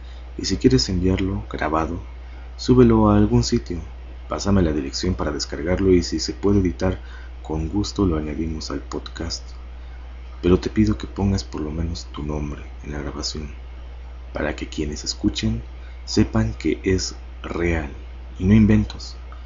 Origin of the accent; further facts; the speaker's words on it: Mexico; acá, en México, de donde soy originario.